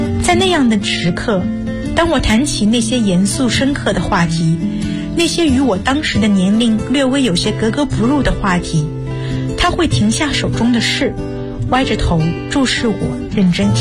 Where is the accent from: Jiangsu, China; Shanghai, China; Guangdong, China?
Jiangsu, China; Suzhou; 我来自江苏苏州，我就读于南京大学，距家226公里